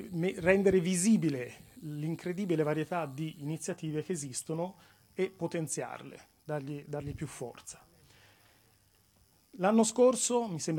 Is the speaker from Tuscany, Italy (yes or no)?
yes; Florence, Tuscany, Italy; Per chi non mi conosce, sono fiorentino.